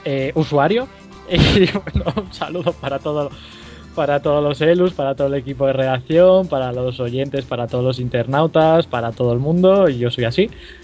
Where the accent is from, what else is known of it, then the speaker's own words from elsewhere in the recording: Asturias, Spain; Aquí los tres somos asturianos